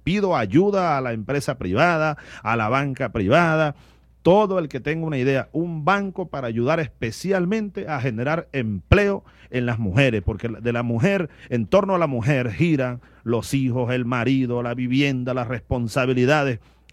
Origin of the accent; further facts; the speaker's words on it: Barinas, Venezuela; tú sabes que los barineses estamos en todas partes.